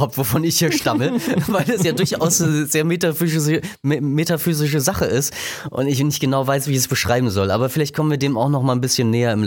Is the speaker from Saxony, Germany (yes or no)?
yes; Saxony, Germany; ich bin aus Sachsen